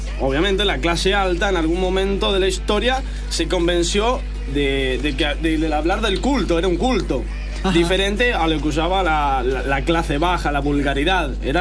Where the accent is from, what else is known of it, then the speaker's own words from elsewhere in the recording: Catalonia, Spain; Bueno, pues que yo soy de Cataluña